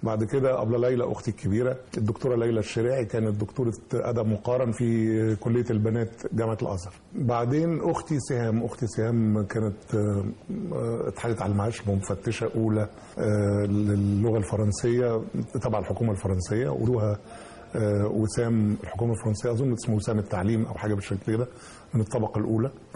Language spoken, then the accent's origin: Arabic; Samalut, Minya Governorate, Egypt; أنا صعيدي، أنا من صمالوط في المنيا، صمالوط جنب المنيا بينها 25 كيلو شمال المنيا يعني. أنا من إخواتي الوحيد اللي اتولد هناك. الخمس سنين الأولى من حياتي كان أكثر الوقت كنا في صمالوط، كانت العيلة كلها في صمالوط.